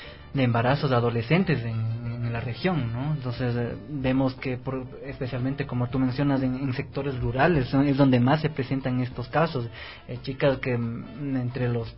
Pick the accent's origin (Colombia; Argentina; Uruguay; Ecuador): Ecuador; la cultura que tenemos de como ecuatorianos, quizás.